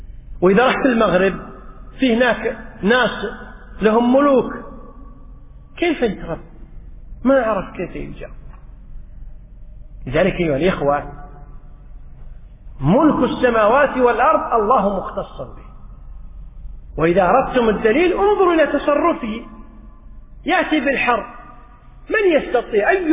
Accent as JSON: {"language": "Arabic", "country": "Kuwait", "said": "بالعامية عندنا بالكويت يقول توهج"}